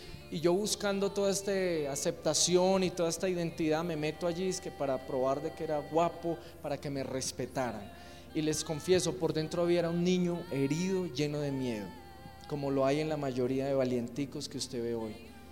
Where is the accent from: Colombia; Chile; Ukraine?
Colombia; Quindío; also born or lived in Buga; Yo nací en Buga Valle, el departamento del Valle, pero fui criado acá en el Quindío.